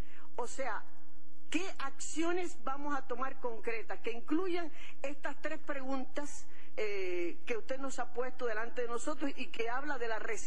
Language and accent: Spanish; Cuba; como cubanos, como patria